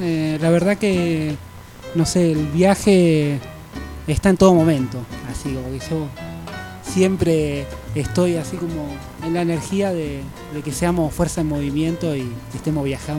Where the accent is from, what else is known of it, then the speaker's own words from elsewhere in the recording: Argentina; Che, yo soy argentino